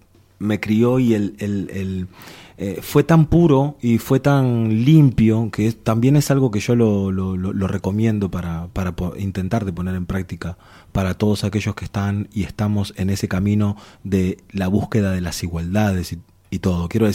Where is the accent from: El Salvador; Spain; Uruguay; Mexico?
Uruguay; por el lado de mi madre tengo toda esta otra... Uruguay es un país formado por inmigrantes, entonces es normal y tengo toda esta otra raíz.